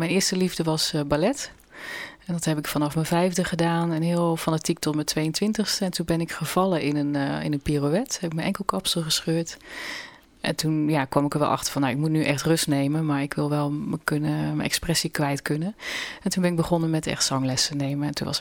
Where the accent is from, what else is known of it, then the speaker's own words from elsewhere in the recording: Netherlands; first language Dutch; Maar goed, ik ben Nederlandse. En Nederlands is natuurlijk mijn eerste taal.